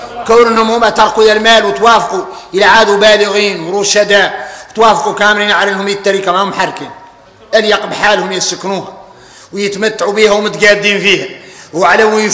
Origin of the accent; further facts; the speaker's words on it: Mauritania; هذا يدلكم على ان احنا موريتاني